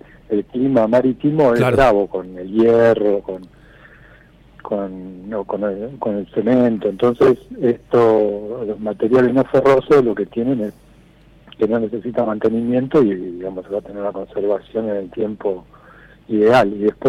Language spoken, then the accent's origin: Spanish; Villa Gesell, Buenos Aires Province, Argentina; yo desde los 2-3 años más o menos vino mi familia para acá